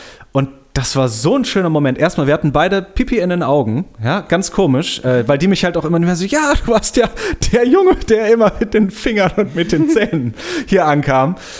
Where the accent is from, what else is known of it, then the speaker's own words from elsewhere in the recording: Bonn, North Rhine-Westphalia, Germany; ich bin vor 3-4 Jahren bin ich nach Bonn-Beuel, wo ich aufgewachsen bin, gefahren